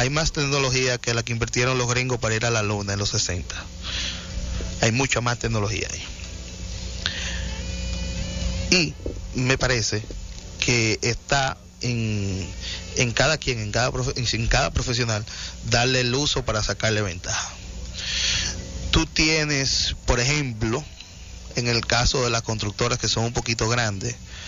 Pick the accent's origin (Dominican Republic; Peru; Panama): Dominican Republic; Cibao; Dale, que yo no vivo aquí en Santiago, pero yo soy cibaeño.